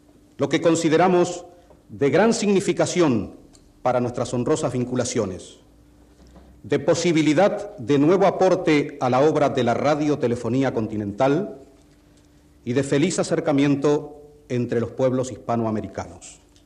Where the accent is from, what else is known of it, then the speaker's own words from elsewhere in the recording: Uruguay; uno de los muchos deberes que tenemos como uruguayos